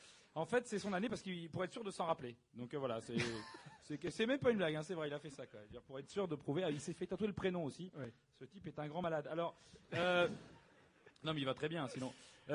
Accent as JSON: {"language": "French", "town": "Paris", "region": "Île-de-France", "country": "France", "said": "non parce que moi je suis de Paris, donc je voulais vraiment voir des vrais Marseillais."}